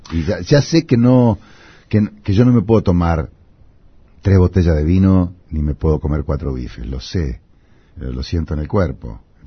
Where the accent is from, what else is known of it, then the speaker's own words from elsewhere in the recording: Tandil, Buenos Aires Province, Argentina; Yo soy un muchacho de Tandil que intenté